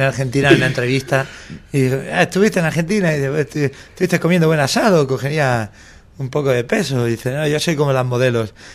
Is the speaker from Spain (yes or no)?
yes; Barcelona, Catalonia, Spain; Yo me crié en la Barcelona posolímpica, olímpica.